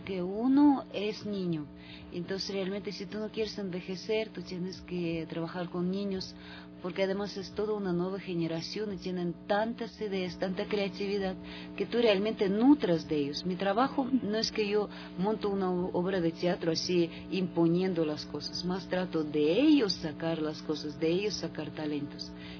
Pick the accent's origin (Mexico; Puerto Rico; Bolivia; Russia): Russia; Spanish is a second language; moved away; Yo soy rusa, vivo aquí 25 años, pero realmente de rusa quedó solo acento, porque realmente